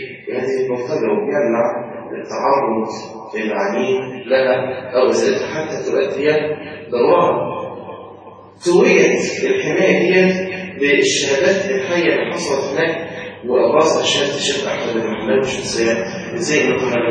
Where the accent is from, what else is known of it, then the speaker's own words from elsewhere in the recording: Mansoura, Dakahlia, Egypt; احنا عندنا في المنصورة